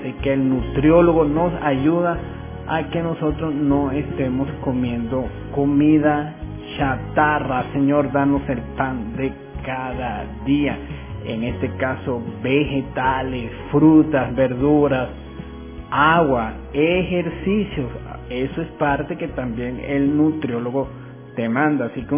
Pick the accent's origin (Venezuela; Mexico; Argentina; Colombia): Venezuela; also born or lived in Ecuador; me vine a mi tierra, a mi país, y feliz de estar en Venezuela.